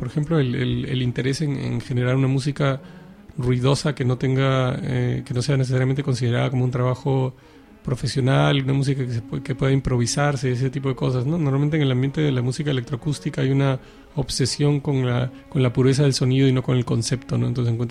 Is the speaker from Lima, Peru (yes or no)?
yes; Lima, Peru; moved away as an adult; now in Barcelona, Spain; Pues yo crecí en Lima, ¿no? Crecí en Perú. Y originalmente soy de aquí, de Barcelona, pero desde los 7 años hasta los 24 años viví en el Perú, ¿no?